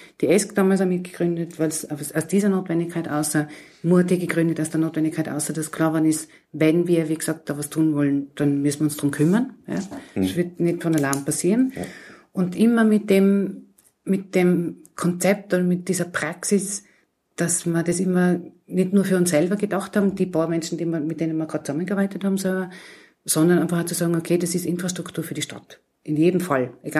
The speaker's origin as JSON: {"language": "German", "town": "Innsbruck", "region": "Tyrol", "country": "Austria", "also_born_or_lived": "Graz", "said": "Ich bin ja ursprünglich aus Innsbruck."}